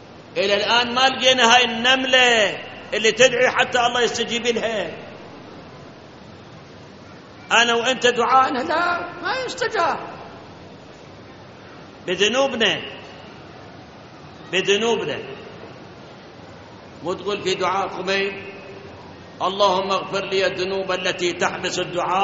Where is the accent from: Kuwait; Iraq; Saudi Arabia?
Iraq; مثل ما الآن جفاف الموجود عندنا في العراق